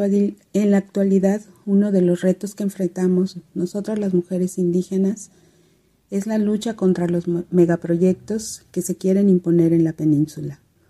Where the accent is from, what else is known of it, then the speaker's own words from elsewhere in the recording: Hopelchén, Campeche, Mexico; Soy indígena maya de Jopelchen, Campeche, en la península de Yucatán.